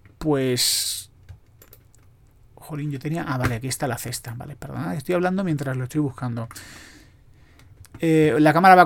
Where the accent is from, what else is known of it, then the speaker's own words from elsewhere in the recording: Spain; Que luego los españoles son muy mentirosos. Iba a decir somos, yo intento no serlo.